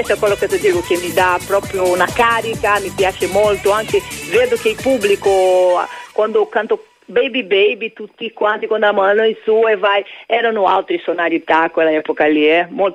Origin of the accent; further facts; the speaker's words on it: Brazil; Italian is a second language; essendo brasiliana mi hanno chiesto di cantare un po' di cose in portoghese